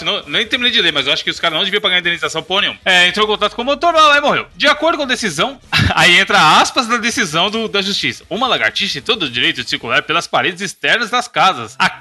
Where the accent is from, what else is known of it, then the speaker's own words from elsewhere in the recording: Brazil; porque eu sou brasileiro